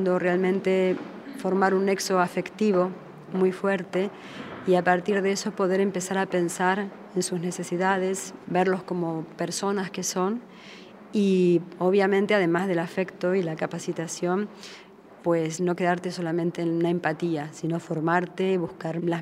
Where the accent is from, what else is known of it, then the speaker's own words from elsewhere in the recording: Argentina; moved away as an adult; also born or lived in Italy; now in Spain; He trabajado en mi país, en Argentina, en Italia. Ahora estoy aquí en España haciéndolo.